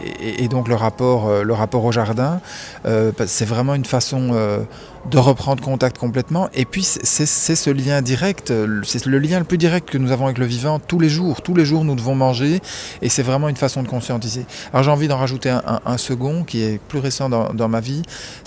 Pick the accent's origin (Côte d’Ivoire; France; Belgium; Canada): Belgium; je suis belge en plus